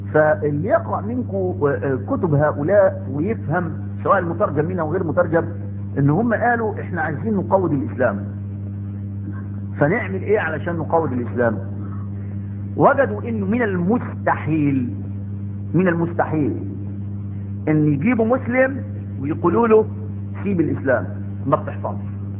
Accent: Egypt; وفاكر اللي التعبانين اللي عندنا في مصر

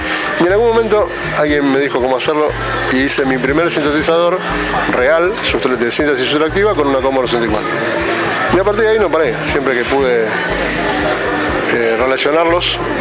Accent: Lomas de Zamora, Buenos Aires Province, Argentina; born there; nací en Loma de Zamora hace casi 59 años, en La Parva.

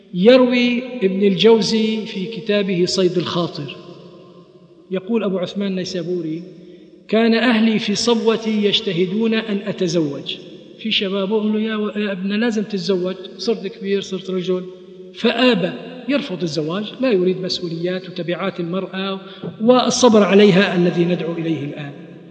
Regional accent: Kuwait; مثل ما عندنا في الكويت مثل

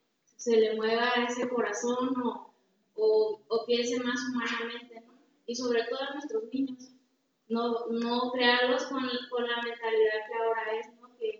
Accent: Cabo Pulmo, Baja California Sur, Mexico; soy de Cabo Pulmo, California

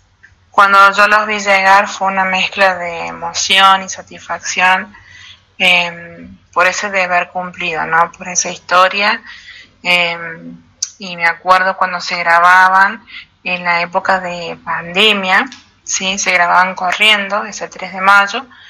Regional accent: Quines, San Luis, Argentina; quisiera enviar un fuerte abrazo a mi pueblo, a Quines

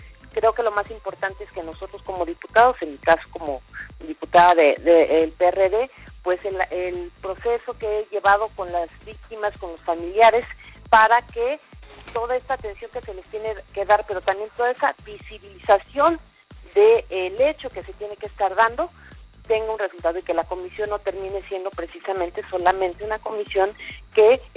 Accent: Mexico; la misma confusión que ustedes tienen y tenemos todos como sociedad mexicana

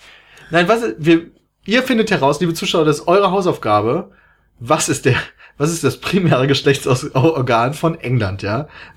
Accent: Germany; ich komme aus Deutschland.

